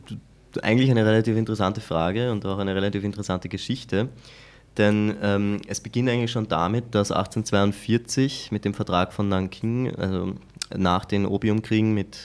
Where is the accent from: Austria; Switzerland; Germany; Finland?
Austria; vor allem als Österreicher, wo man ja aus einem Land kommt, das sehr strukturiert ist in vielen Bereichen